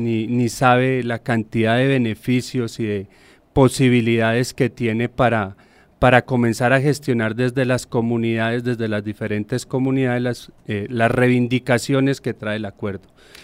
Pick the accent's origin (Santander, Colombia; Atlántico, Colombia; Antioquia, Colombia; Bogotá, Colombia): Bogotá, Colombia; Soy Rolo, pero